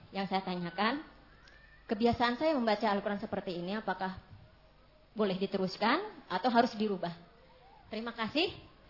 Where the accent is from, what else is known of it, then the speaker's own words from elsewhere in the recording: Karawang, West Java, Indonesia; now in Klaten, Indonesia; dari Klaten dan asalnya saya dari Karawang, daerah Sunda.